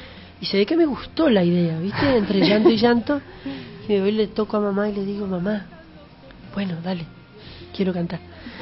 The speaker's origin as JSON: {"language": "Spanish", "town": "Curuzú Cuatiá", "region": "Corrientes", "country": "Argentina", "tie": "born or raised there", "said": "Yo soy de Curuzú, Cuatía, Corrientes. Nací hace 1200 años y nací en el año 86."}